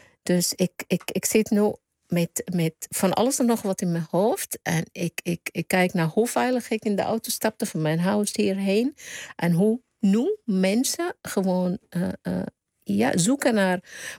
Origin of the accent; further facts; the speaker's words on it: Sudan; Dutch is a second language; now in Netherlands; op het moment wordt geschoten in Sudan, waar ik vandaan kom.